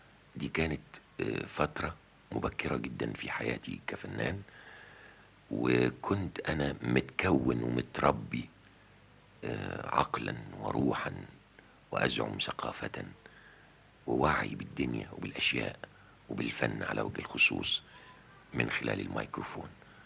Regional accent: Port Said, Port Said Governorate, Egypt; وأنا ما زلت في بلدي بورسعيد كنت أتابعها شأن كل المصريين

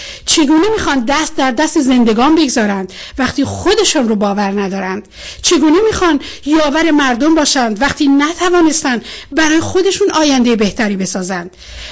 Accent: Mazandaran, Iran; وقتی من به شما میگم من مازندرانی هستم، این یک نسبت جغرافیایی است نه قومی.

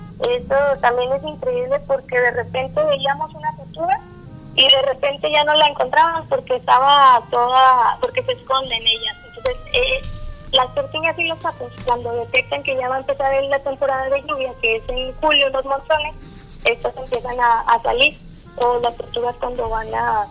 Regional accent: Mexico; y a nosotros como mexicanos nos corresponde ir a apreciarlo

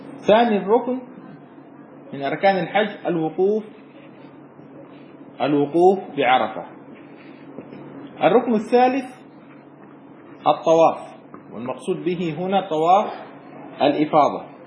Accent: Aden, Yemen; وهو في مدينتي في عدن

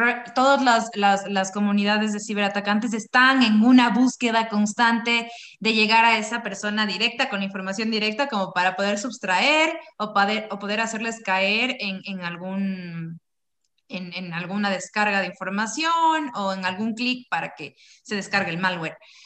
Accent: Ecuador; yo como ecuatoriana

